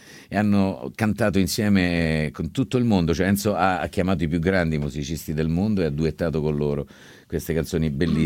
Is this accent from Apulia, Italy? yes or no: yes; Barletta, Apulia, Italy; Di Barletta.